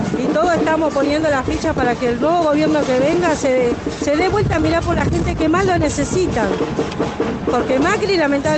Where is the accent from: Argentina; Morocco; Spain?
Argentina; Quilmes, Buenos Aires Province; soy del barrio de Quilmes, del barrio La Ribera.